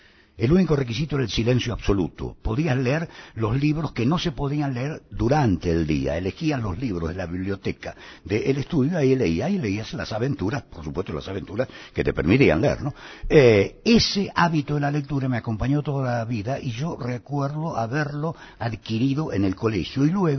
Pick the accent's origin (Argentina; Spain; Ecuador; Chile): Argentina; Buenos Aires; born there; Físicamente nací en Buenos Aires, en Palermo, pero fui engendrado en San Pedro, que creo que no es un dato menor para establecer los orígenes de una persona. Y toda mi familia es de San Pedro.